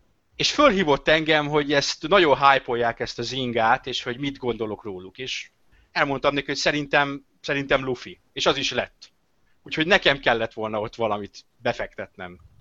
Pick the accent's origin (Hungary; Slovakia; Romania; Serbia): Hungary; F betű, E betű, magyarok vagyunk, fe.